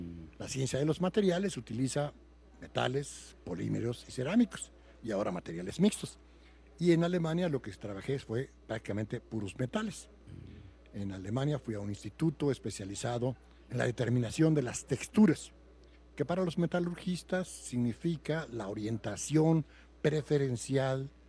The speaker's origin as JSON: {"language": "Spanish", "region": "Puebla", "country": "Mexico", "tie": "born or raised there", "moved": "as an adult", "lives_now": "Mexico City, Mexico", "said": "tendría que decir que soy poblano, no sé si será bueno o malo. Después de eso estudié en la escuela en Puebla"}